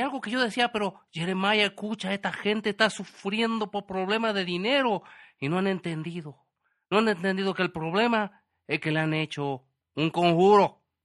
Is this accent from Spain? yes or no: no; Wisconsin, United States; accent: Chilango; Spanish is a second language; que no te confunda mi acento, que tú crees que yo soy de aquí, pero no, yo no soy chilango, a pesar de que suena con acento chilango, ya sé que la gente se confunde, yo soy de Wisconsin.